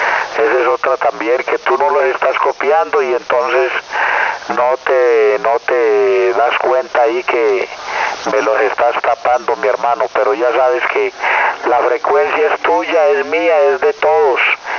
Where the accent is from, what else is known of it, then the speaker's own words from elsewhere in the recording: Medellín, Antioquia, Colombia; yo no soy de México, yo soy de Medellín, Colombia.